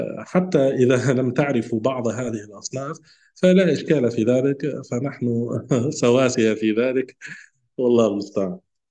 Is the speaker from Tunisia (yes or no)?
yes; Tunisia; يعني عندنا في تونس نقول هو الجلجلان.